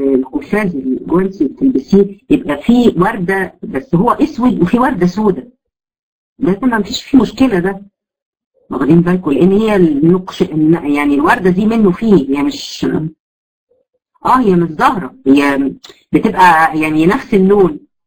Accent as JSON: {"language": "Arabic", "country": "Egypt", "said": "احنا عندنا في مصر مثلا الفوشيا ده يعتبر لون مخيف جدا للنظر"}